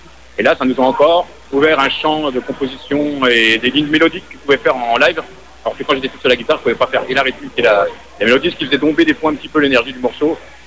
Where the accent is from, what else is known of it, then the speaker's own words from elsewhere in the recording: Montceau-les-Mines, Bourgogne-Franche-Comté, France; Alors, on vient de Montceau-les-Mines, justement. Donc, c'est dans le centre de la France, c'est entre Lyon et Dijon. Voilà, centre-est.